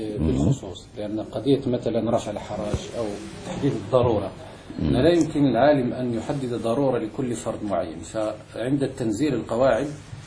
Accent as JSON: {"language": "Arabic", "country": "Morocco", "said": "مثلا وجدت واحد أستاذ جامعي عندنا في المغرب"}